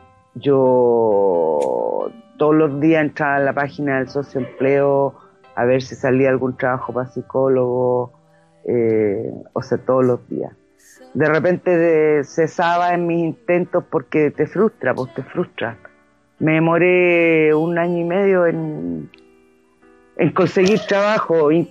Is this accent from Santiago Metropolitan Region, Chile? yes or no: yes; Ñuñoa, Santiago Metropolitan Region, Chile; born there; nací en Ñuñoa, en el Hospital de Carabineros de Chile, un día 17 de mayo de 1962.